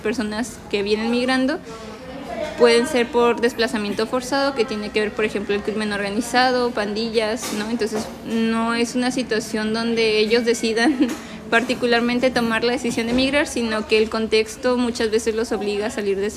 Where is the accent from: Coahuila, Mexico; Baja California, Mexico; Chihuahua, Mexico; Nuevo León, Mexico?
Baja California, Mexico; Tijuana; born there; yo nací aquí en Tijuana, soy residente de Tijuana, ¿no? Mi familia sí es una familia que tiene una situación migratoria, ¿no? Mi mamá es del estado de Zacatecas, mi papá sí nació en Tijuana